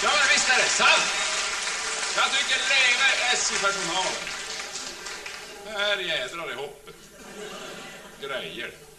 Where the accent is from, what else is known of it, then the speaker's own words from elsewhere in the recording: Norrland, Sweden; det värsta som vi norrlänningar har blivit utsatta för